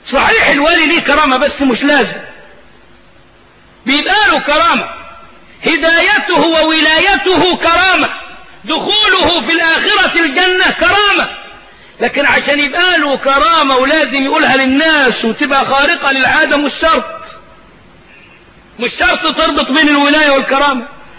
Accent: Egypt; اهو دي حاجات من التخاريف الموجودة عندنا في الريف المصري.

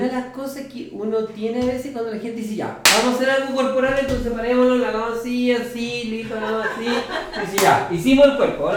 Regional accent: Concepción, Biobío, Chile; a mí me alivia mucho cuando trabajo en Concepción decir que soy de Concepción.

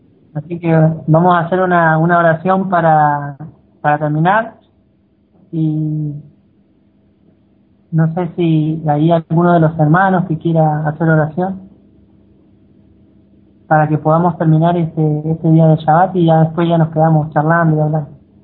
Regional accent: Mendoza, Argentina; nosotros estamos re cerca, somos de acá de Mendoza

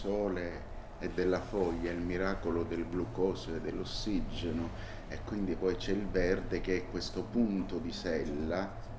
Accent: Naples, Campania, Italy; quando non ci sarò più, portatemi a Napoli, perché lì è la mia terra.

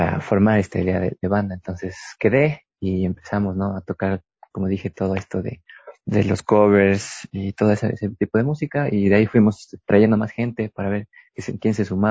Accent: Quito, Pichincha, Ecuador; Yo soy de Quito

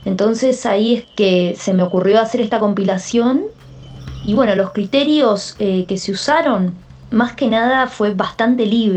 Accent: Argentina; Soy de Argentina, actualmente estoy viviendo en la Patagonia.

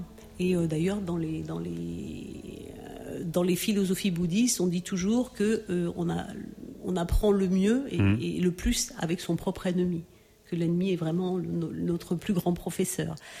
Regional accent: Cameroon; born there; vu que je suis née au Cameroun

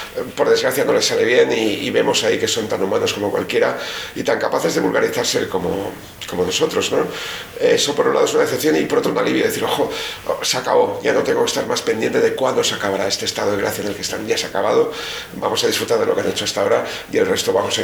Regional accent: Bilbao, Basque Country, Spain; Yo me siento europeo, nunca me he sentido anglosajón, ni latino, ni... Yo soy de Bilbao y tengo un sentimiento norte-europeo

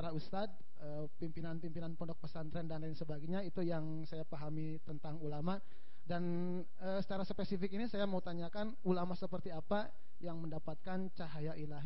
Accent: Ciamis, West Java, Indonesia; asli dari Ciamis.

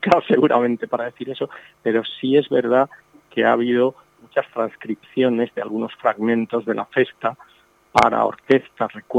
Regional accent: Elche, Valencian Community, Spain; y porque además pues soy de Elche y soy aficionado a la orquesta

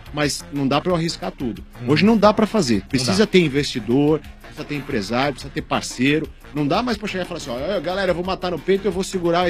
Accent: São Paulo, Brazil; Da Casa Verde.

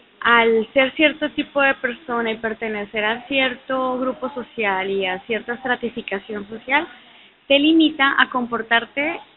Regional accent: Colombia; Colombia.

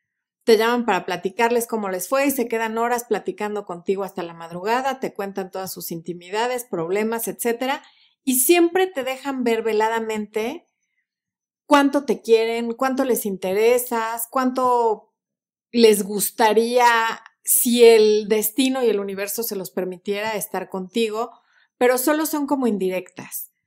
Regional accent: Mexico; O dicho más coloquialmente, como decimos en México, ni pichan, ni cachan, ni dejan batear.

